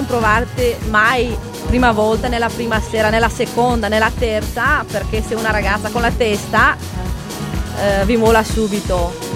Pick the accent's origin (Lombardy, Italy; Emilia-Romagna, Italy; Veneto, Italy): Lombardy, Italy; Brescia; also born or lived in Moldova; Sono bresciana alla fine.